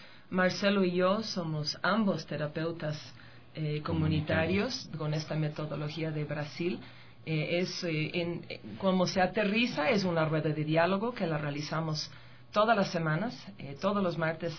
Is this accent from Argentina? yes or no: no; New York, United States; now in Tumbaco, Ecuador; Originalmente soy de Nueva York, pero la verdad yo me gusta decir que soy de la Santa República de Tumbaco.